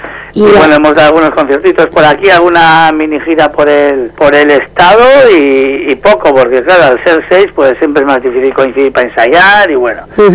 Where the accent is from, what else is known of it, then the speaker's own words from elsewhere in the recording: Zarautz, Basque Country, Spain; somos un grupo de 6 amigos y amigas aquí de Zarauz